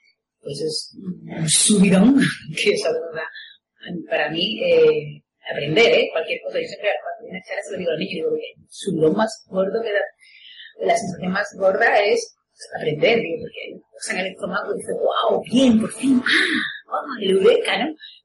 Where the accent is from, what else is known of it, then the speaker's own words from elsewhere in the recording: Seville, Andalusia, Spain; Y me fui a estudiar a Madrid, a la Complutense, yo soy de Sevilla.